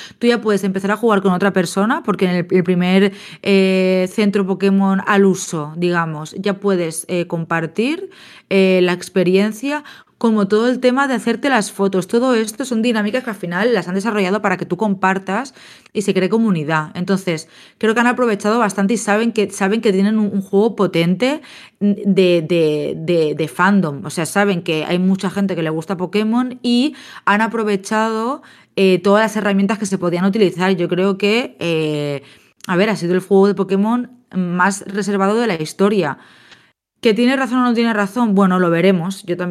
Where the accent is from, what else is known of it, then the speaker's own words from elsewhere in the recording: Spain; también, claro, obviamente somos nacidos y crecidas en España